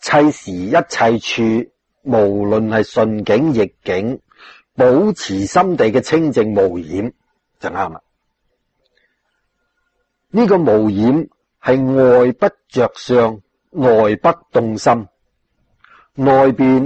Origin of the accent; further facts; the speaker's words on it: China; 我们中国人就什么都吃的，都要杀害的